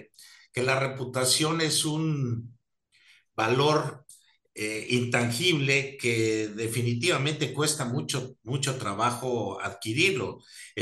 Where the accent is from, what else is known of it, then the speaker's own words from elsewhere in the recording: Mexico; La reputación que tiene nuestro país o nosotros como mexicanos es maravillosa a nivel mundial.